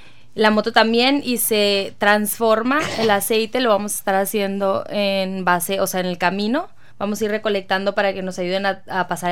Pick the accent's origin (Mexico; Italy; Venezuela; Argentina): Mexico; a mí como mexicana en sí